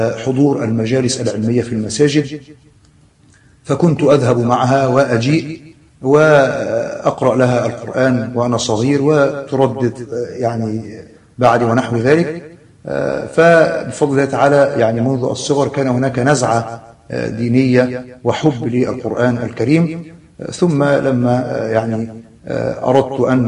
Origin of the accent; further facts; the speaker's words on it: Alexandria, Alexandria Governorate, Egypt; ونشأت وترعرعت في محافظة الإسكندرية، وكنت ولدت في حي يسمى حي الجمرك بالإسكندرية، وهو حي مشهور من أقدم الأحياء في محافظة الإسكندرية، وقد مكثت منذ الصغر عند جدتي لأمي، ثم انتقلنا بعد ذلك إلى منطقة